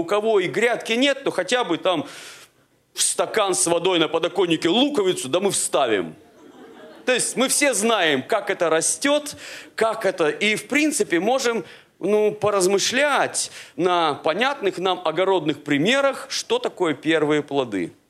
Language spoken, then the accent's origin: Russian; Siberia, Russia; Ну, я, вы простите, сибиряк, поэтому про яблоки, вишни и прочее говорить не могу.